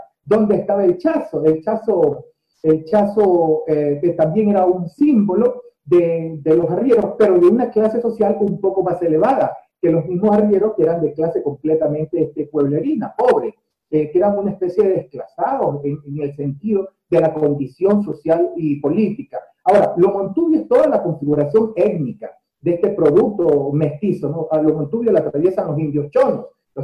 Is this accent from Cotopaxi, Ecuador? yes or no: no; Guayaquil, Guayas, Ecuador; no soy de Manabí, soy guayaquileño, con una ascendencia por el lado paterno orense, de Ayapamba, y también de gente de Santa Rosa y Zaruma